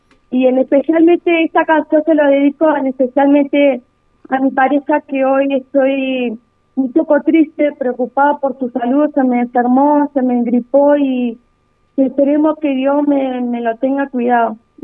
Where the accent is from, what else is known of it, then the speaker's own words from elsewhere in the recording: Viedma, Río Negro, Argentina; also born or lived in Buenos Aires Province; now in Bariloche, Argentina; A pesar de que soy nacida en Albol, Fortina, en provincia de Buenos Aires, criada en Viedma y de Viedma radicada acá en Bariloche.